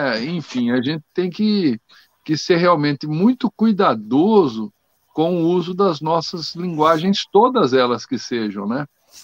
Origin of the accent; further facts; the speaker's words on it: Brazil; eu digo aqui que você se expressar corretamente no português, no caso nosso aqui, que somos brasileiros, né?